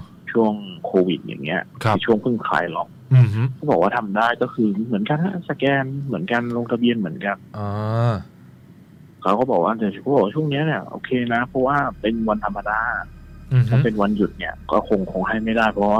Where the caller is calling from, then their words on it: Pathum Thani, Thailand; ปทุมธานีครับผม